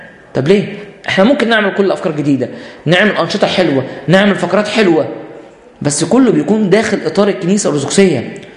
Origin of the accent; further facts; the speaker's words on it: Egypt; يبقى احنا بنفتخر بان احنا مصريين